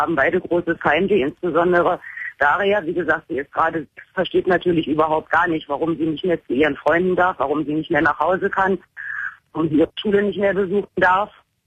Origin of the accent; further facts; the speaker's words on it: Berlin, Germany; Ich bin gebürtige Deutsche, bin in Deutschland geboren und aufgewachsen, in Berlin. Und habe allerdings durch eine Heirat vor 21 Jahren die persische Staatsangehörigkeit bekommen.